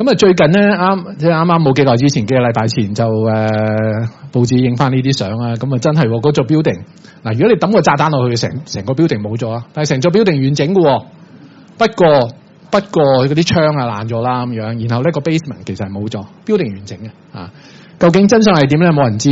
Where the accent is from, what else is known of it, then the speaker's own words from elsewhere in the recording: China; 很抱歉我都是中國人